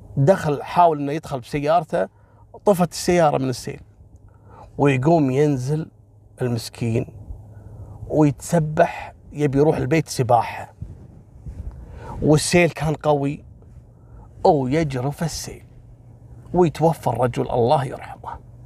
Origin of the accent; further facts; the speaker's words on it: Kuwait; حصلت عندنا في الكويت قصة والله العظيم انا ماني قادر انساها